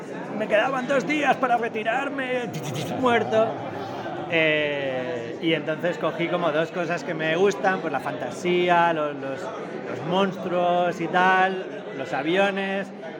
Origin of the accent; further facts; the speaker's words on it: Balearic Islands, Spain; Pues yo soy de Mallorca